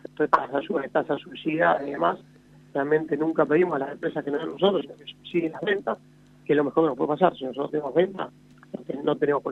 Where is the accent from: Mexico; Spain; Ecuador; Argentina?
Argentina; La Pampa; born there; Nacimos en La Pampa, y si no, vamos a vivir en La Pampa, vamos a vivir en La Pampa.